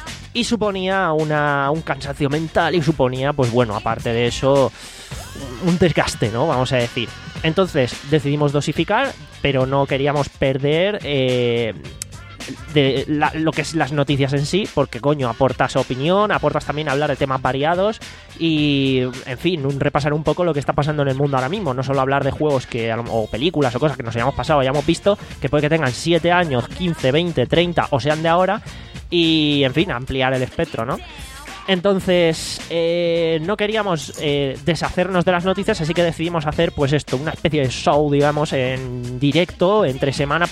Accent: Alicante, Valencian Community, Spain; si va a haber un evento por nuestra zona, que somos de Alicante, lo vamos a comentar

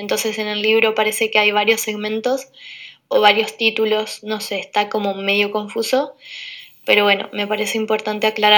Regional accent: Curuzú Cuatiá, Corrientes, Argentina; poeta de Argentina. Nací al interior de Corrientes, en un pueblo que se llama Curuzucuatiá, donde estoy viviendo ahora.

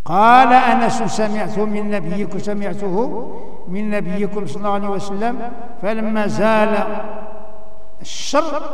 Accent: Morocco; كاين عندنا في المغرب اللي تيغلو في أهل البيت

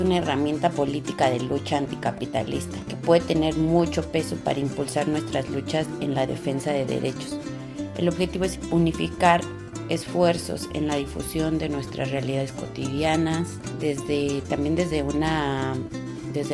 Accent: Tlalpujahua, Michoacán, Mexico; Soy originaria de Tlalpujahua, Michoacán, en México.

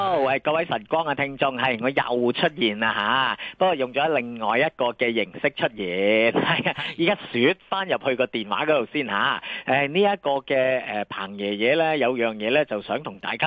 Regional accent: Hong Kong; 唔知係咪即係都見到我哋香港人撲口罩撲得好勁

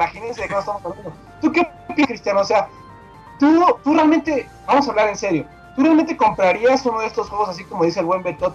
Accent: Mexico; yo en lo personal, como buen mexicano, ¿verdad?

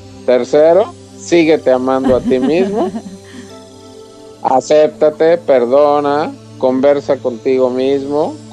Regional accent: Mexico; yo también soy mexicano

